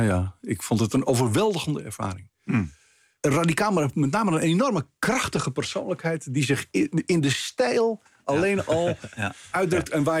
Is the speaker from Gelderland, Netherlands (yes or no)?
no; Amsterdam, North Holland, Netherlands; born there; Ja, ik ben keurig in Amsterdam. Ik ben geboren in Amsterdam. In een katholieke familie. Niet uitgesproken vroom.